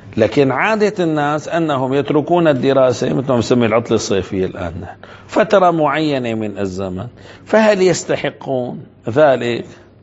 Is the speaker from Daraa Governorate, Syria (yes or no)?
no; Damascus, Damascus Governorate, Syria; من الممكن أن أقول مثلا كان عندنا في دمشق، إن شاء الله هيك ربي بيرجع الأمان